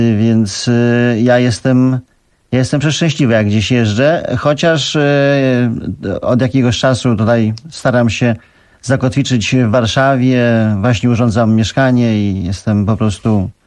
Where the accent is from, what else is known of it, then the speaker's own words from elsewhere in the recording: Abu Dhabi, United Arab Emirates; now in Poland; Ja tam się wychowałem, w Abu Dhabi, także ja tam się czuję tak samo jak tutaj.